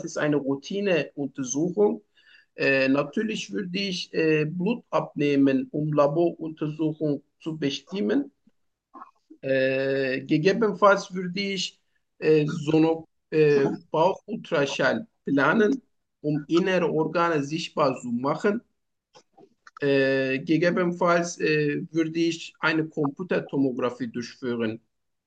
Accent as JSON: {"language": "German", "country": "Turkey", "second_language": "German", "said": "Ich komme aus der Türkei. Ich bin 34 Jahre alt."}